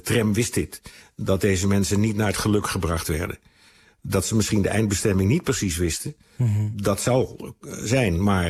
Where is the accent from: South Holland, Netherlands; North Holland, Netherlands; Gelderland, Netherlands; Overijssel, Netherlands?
North Holland, Netherlands; Amsterdam; Ik kom zelf uit Amsterdam. Mm-hmm. Mijn ouders zijn uit die stad ontvlucht in de oorlogsjaren